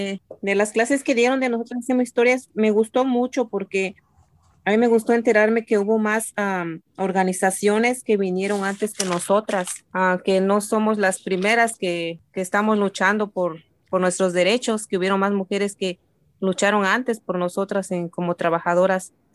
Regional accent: State of Mexico, Mexico; now in Costa Mesa, United States; Soy del Estado de México. Llegué en este país en el año 2006. Ahora estoy viviendo en Costa Mesa, California. Ya tengo 16 años en este país

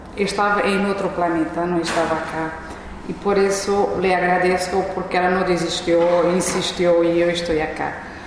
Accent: Mozambique; Yo soy de Mozambique y nací bajo un sistema colonial.

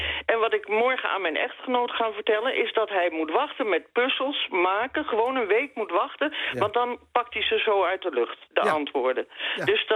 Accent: Netherlands; now in Belgium; Ik ben een Nederlander, ik woon hier heel graag.

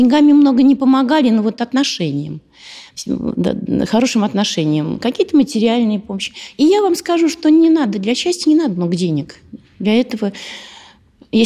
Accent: Zelenograd, Moscow, Russia; Я закончила авиационный техникум здесь. Работала в научном центре в Зеленограде. Мы из Зеленограда.

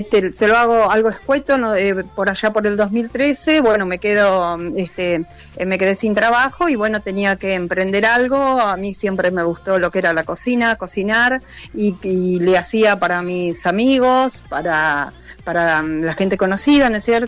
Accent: General Alvear, Buenos Aires Province, Argentina; yo trabajaba en General Alvear, que es mi ciudad natal, y que está pegada a Saladillo.

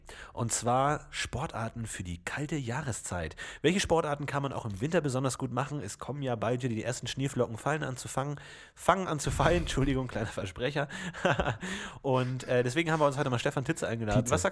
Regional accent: Bavaria, Germany; Ich komme ja aus Bayern

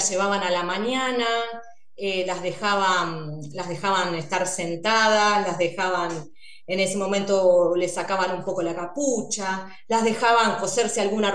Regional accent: Buenos Aires, Argentina; born there; lo que yo pude averiguar en todos estos años es que nací en la ESMA

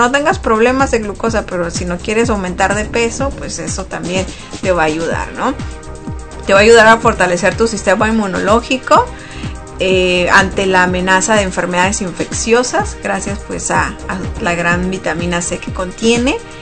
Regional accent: Sonora, Mexico; yo soy del norte de México y nosotros no acostumbramos el ponche.

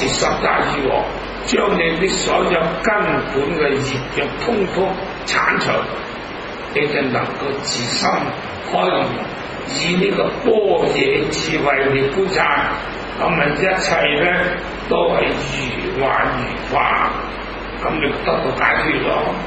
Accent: Hong Kong; 咁我哋香港人咧，那咁啊，榕樹頭好多嗰啲夜晚咧

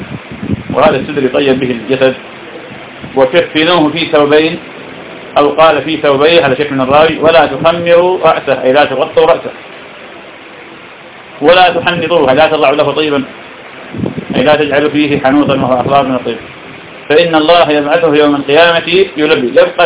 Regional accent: Iraq; يعني في بلدنا العراق الناس بفضل الله تعالى تبدو في هذا وغيره

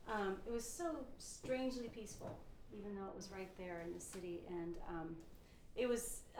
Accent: Texas, United States; Growing up in West Texas, we didn't even have water.

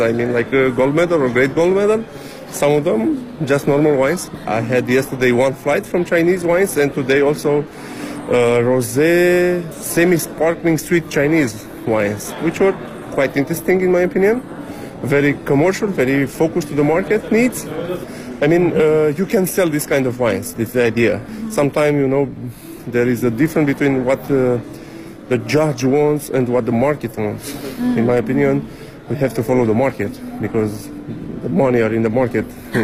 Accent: Romania; I'm from Romania.

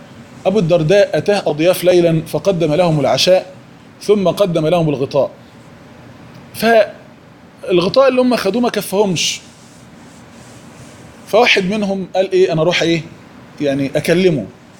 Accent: Egypt; السفهاء الفراعنة اللي عندنا في مصر دول

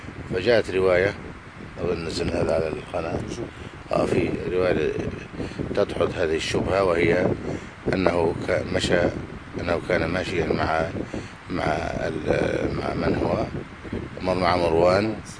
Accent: Egypt; حفظ الله بلدنا مصر الحمد لله

